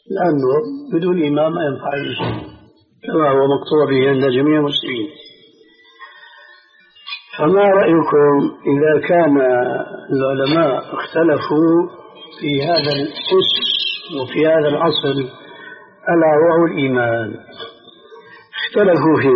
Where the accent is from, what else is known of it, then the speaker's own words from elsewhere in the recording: Syria; كما يقولون عندنا في سوريا